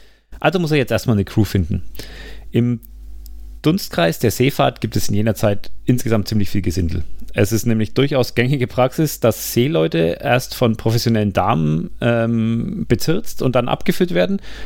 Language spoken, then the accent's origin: German; Bavaria, Germany; Verzeiht mir. Ich komme aus Franken.